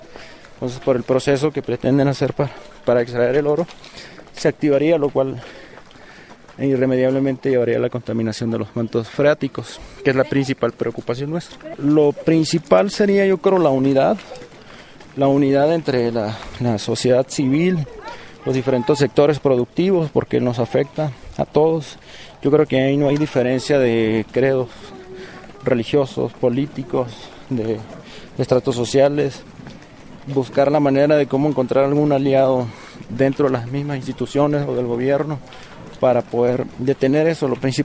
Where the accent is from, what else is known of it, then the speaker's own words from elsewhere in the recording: Baja California Sur, Mexico; vengo de Baja California Sur.